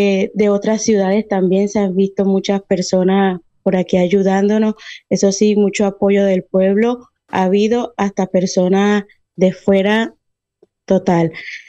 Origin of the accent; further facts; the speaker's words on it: Colombia; also born or lived in Venezuela; Yo soy de Colombia, bueno, colombo-venezolana. Sí. Soy nacida en Venezuela y nacionalizada en Colombia, pues bueno, pertenezco a las dos nacionalidades.